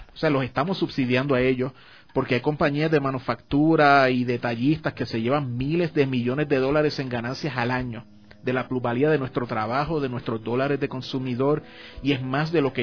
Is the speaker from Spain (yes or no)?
no; Puerto Rico; la mezcla en Puerto Rico étnica es bien, bien particular. O sea, somos casi todos descendientes de árabes, de moros. Y de canarios. … eso es de las Islas Canarias. Pero también mucho vasco